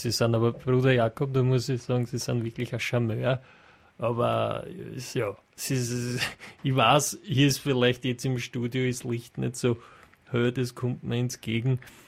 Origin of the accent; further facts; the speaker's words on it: Cologne, North Rhine-Westphalia, Germany; ich habe damals gearbeitet in Vorarlberg und ich war auf Saison als Kölnerin